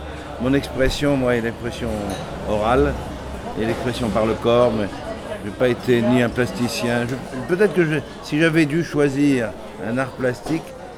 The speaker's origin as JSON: {"language": "French", "town": "Paris", "region": "Île-de-France", "country": "France", "tie": "born or raised there", "said": "je suis né, moi, à Paris. Et je suis né dans le 16e, qui est un arrondissement chic de Paris, mais parce que simplement mon père avait trouvé un atelier de peintre, dans lequel j'habite toujours d'ailleurs."}